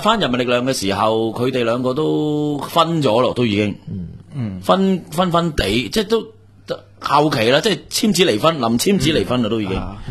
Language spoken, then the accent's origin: Cantonese; Hong Kong; 我係香港人，